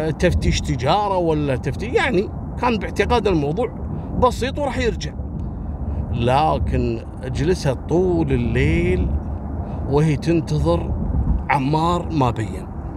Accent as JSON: {"language": "Arabic", "country": "Libya", "said": "قضايا المخدرات عندنا في ليبيا من أخطر القضايا"}